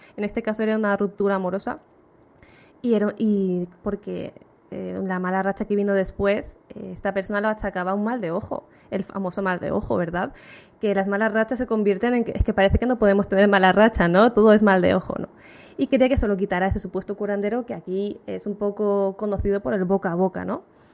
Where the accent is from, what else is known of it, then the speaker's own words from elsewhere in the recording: Alicante, Valencian Community, Spain; Yo soy de Alicante, no sé si te lo he dicho.